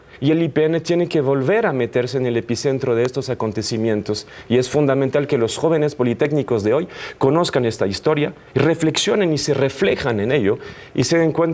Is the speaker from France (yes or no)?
yes; France; Spanish is a second language; now in Mexico; Yo soy el menos francés de los franceses, y mira, llevo muchos años aquí.